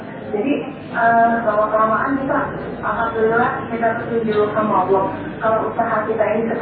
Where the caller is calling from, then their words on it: Banjarmasin, South Kalimantan, Indonesia; saya dari Banjarmasin nih